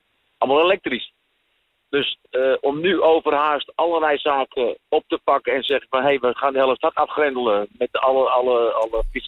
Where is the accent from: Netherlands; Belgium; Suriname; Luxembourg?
Netherlands; Amsterdam, North Holland; Ik ben Amsterdammer.